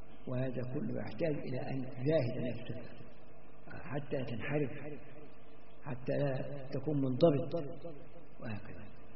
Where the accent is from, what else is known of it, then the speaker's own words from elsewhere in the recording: Egypt; أو يصلوا حتى عندنا في مصر يقعد يصلي بالناس